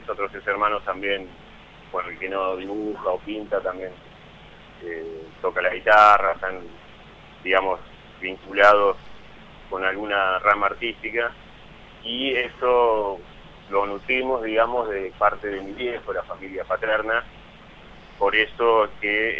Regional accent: Roque Pérez, Buenos Aires Province, Argentina; now in Saladillo, Argentina; Yo en realidad soy de Roque Pérez, viví toda mi vida ahí, pero estoy viviendo hace 5 años prácticamente en Saladillo, que es una ciudad vecina de Roque Pérez.

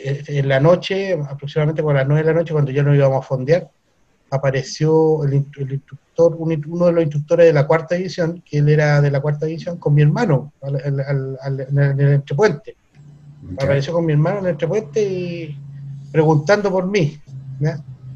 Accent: Viña del Mar, Valparaíso, Chile; Mi ciudad natal era Viña del Mar.

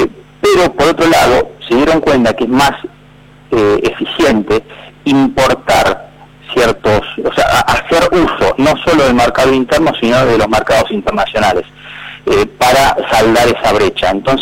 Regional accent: Argentina; no solo a nosotros como argentinos

